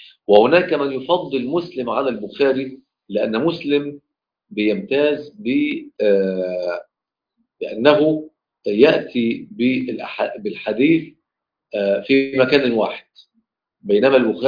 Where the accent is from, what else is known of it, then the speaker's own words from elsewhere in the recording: Mansoura, Dakahlia, Egypt; يعني احنا عندنا في المنصوره